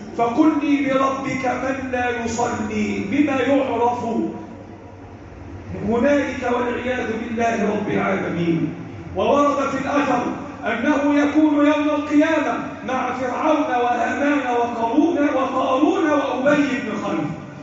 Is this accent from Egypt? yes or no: yes; Egypt; اللهم احفظ بلدنا مصر وسائر بلاد المسلمين.